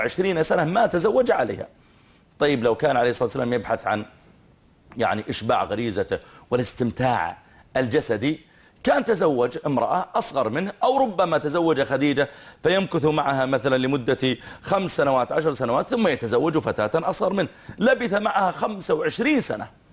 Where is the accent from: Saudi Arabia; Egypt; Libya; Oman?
Saudi Arabia; نحن عندنا في السعودية